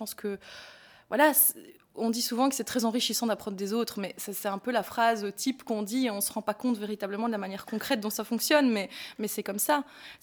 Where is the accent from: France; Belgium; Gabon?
Belgium; C'est des choses qu'on pourrait utiliser chez nous, en Belgique, dans un climat différent, en l'adaptant, voilà.